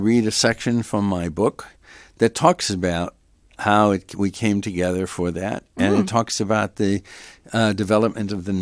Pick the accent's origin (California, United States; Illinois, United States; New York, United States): California, United States; Los Angeles; also born or lived in San Francisco; I grew up in Los Angeles. I lived 24 years in San Francisco.